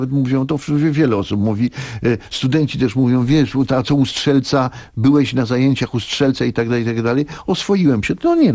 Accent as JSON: {"language": "Polish", "region": "Masovian Voivodeship", "country": "Poland", "tie": "born or raised there", "said": "ja jestem chłopakiem ze Starówki. Ja to jak sobie teraz to odtwarzam po latach, to przecież na tym Starym Mieście, ja mieszkałem na klatce, u mnie na dole mieszkał Bronisław Linkę. Grafik."}